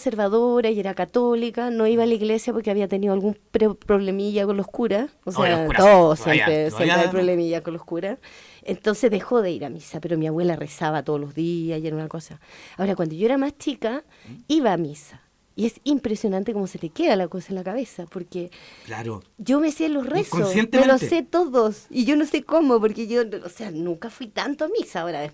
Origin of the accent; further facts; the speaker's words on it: Las Condes, Santiago Metropolitan Region, Chile; Yo me crié en Las Condes. Estudié en el Colegio San Gabriel hasta octavo básico.